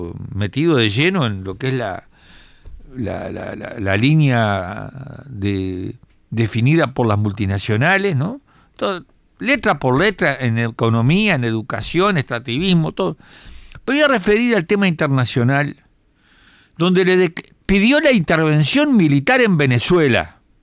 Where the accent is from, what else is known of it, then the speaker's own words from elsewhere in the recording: Uruguay; sentimos vergüenza por la intervención, vergüenza como uruguayos por la intervención de un presidente que no nos representa en nada